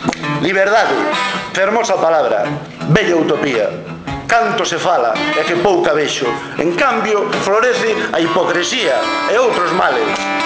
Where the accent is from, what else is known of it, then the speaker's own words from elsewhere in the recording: Galicia, Spain; first language Galician; Falo de castelán ao José, porque eu co José falo castelán. Con todo o día falo galego, pero como fala castelán, sabes? Escápome. E jódeme mogollón, porque eu son galego parlante.